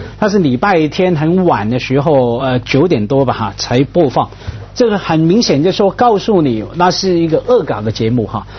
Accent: Hong Kong; 我们作为香港人，我们香港人常看龙嘛

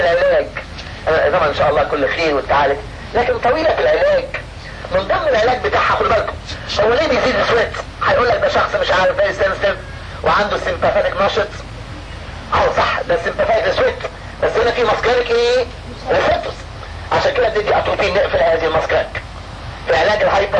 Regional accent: Egypt; عندنا في مصر في السوق المصري

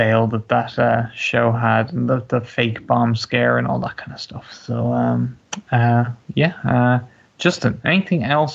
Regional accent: Ireland; maybe just me as an Irishman

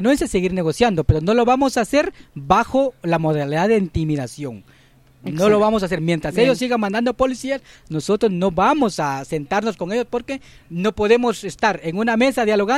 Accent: Guatemala; porque es un aliciente más de sentirnos como guatemaltecos

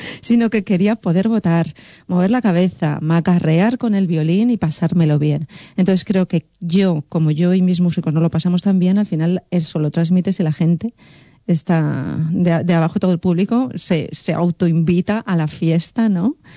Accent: Cuenca, Castilla-La Mancha, Spain; born there; mi abuelo cordobés, mi medio familia de Cuenca, yo nací en Cuenca

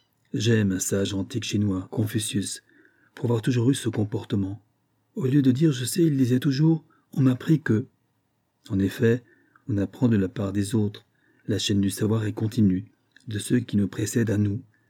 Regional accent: Algeria; J'ai appris que dans le monde, et davantage chez nous, en Algérie, la grande carence, ce sont des têtes qui pensent par elles-mêmes correctement

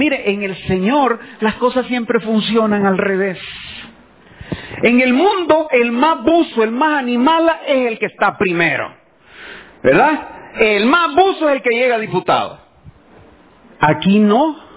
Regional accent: El Salvador; Hermanos, somos guanacos, no tenemos por qué cumplir las costumbres judías. Somos salvadoreños

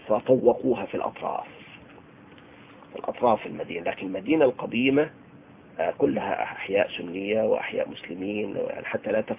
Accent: Tartus, Tartus Governorate, Syria; عايش معهم 20 سنة. فأنا ابن طرطوس، يعني فمبتلى بهم أهل السنة في طرطوس، هذه المدينة الجميلة الحلوة بأهلها

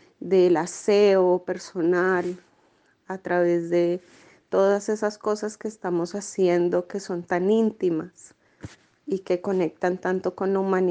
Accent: Colombia; moved away as an adult; also born or lived in Buenos Aires; tengo 35 años. Soy colombiana. En Colombia me gradué de trabajo social y acá llegué hace 3 años. Y antes de vivir acá, viví 5 años en Buenos Aires.

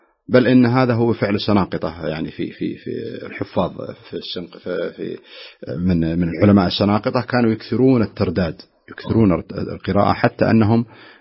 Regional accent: Najd, Saudi Arabia; منتشرة عندنا في نجد بالأصح

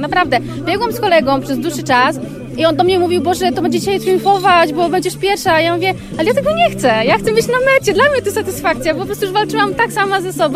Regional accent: Szczecin, West Pomeranian Voivodeship, Poland; jestem ze Szczecina.

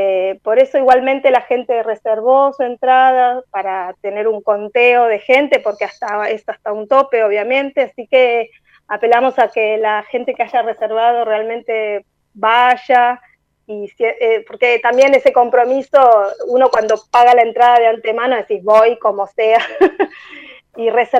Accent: Buenos Aires, Argentina; que está acá en nuestro barrio, en Parque Patricios. Nosotros también somos de Parque Patricios.

